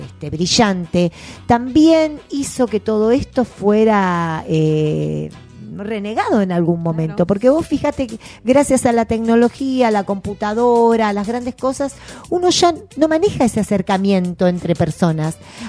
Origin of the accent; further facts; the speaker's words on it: Trelew, Chubut, Argentina; moved away; cuando he venido de Trelew, de mi pueblo, con mis compañeras de primaria, aquella cosa que nos acercaba y la emoción que nos acercaba era la carta.